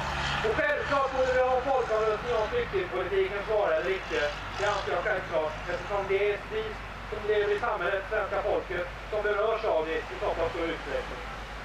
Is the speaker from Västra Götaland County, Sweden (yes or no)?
yes; Gothenburg, Västra Götaland County, Sweden; jag kommer från Göteborg.